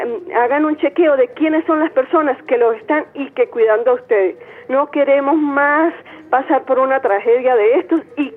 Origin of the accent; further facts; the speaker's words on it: Venezuela; como una venezolana más